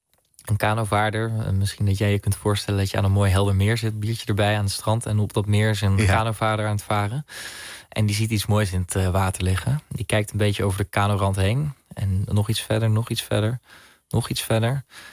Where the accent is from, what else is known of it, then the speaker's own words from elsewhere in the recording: Netherlands; Maar ik ben Nederlander, dus als ik het in Nederland vind, dan heb ik daar wel invloed op met de manier hoe ik stem.